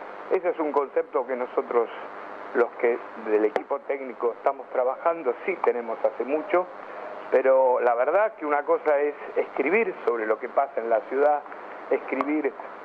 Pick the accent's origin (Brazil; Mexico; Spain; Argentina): Argentina; Buenos Aires; yo a nivel personal vivo en Caballito, soy de Caballito, soy hincha de Ferro